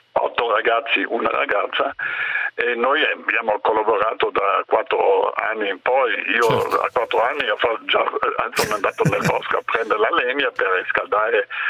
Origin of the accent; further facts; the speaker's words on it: Dolomites, Italy; born there; Io sono nato nelle Dolomiti, è vero, a 5 anni ho fatto il primo 3.000, naturalmente con i genitori